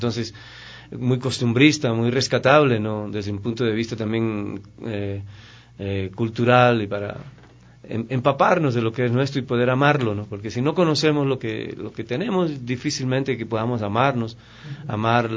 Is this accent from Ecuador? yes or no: yes; Ecuador; la mayoría de todos los actores y bailarines son ecuatorianos, estamos haciendo nuestras leyendas